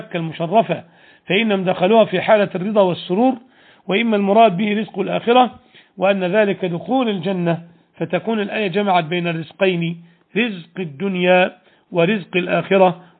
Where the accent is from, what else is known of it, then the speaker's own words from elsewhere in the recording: Egypt; كان في أوائل التسعينات أو قبلها بقليل في بلادنا مصر